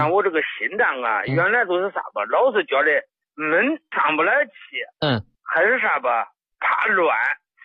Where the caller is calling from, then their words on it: Henan, China; 我是河南的老朋友。